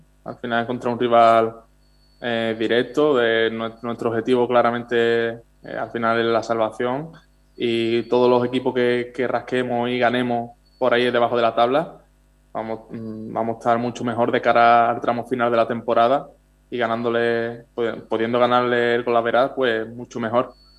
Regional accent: Chiclana de la Frontera, Andalusia, Spain; Pues yo particularmente tiraré para Cádiz, para mi tierra, para Chiclana de la Frontera

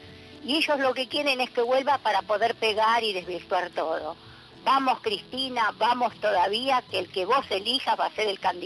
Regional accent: Vicente López, Buenos Aires Province, Argentina; de Vicente López.

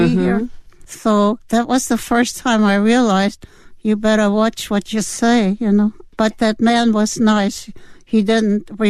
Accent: Berlin, Germany; I grew up in Berlin, Germany, and my father owned his own business.

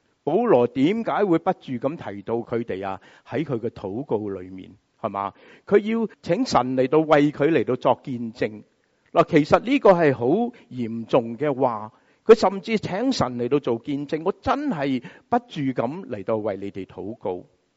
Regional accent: United States; 我们美国人很喜欢说什么啊？

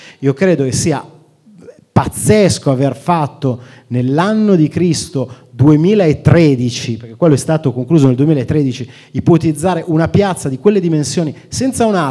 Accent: Milan, Lombardy, Italy; Io sono nato e cresciuto a Molino Dorino. Quando andavo al liceo, i miei compagni dicevano che io non abitavo alla periferia di Milano, ma alla periferia di Pero.

